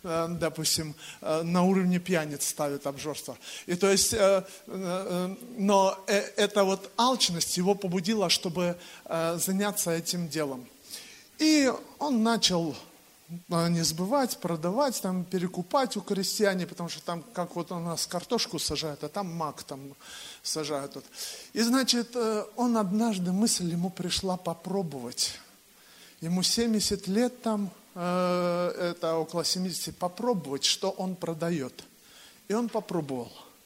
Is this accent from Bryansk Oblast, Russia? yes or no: yes; Bryansk Oblast, Russia; Я сам родом из Брянской области.